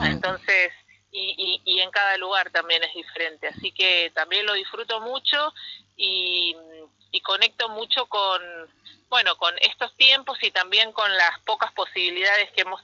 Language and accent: Spanish; Buenos Aires, Argentina; born there; now in Salta, Argentina; Yo soy nacida en Buenos Aires, pero hace 10 años que vivo en la provincia de Salta, también en un pueblo, camino a Cafayate.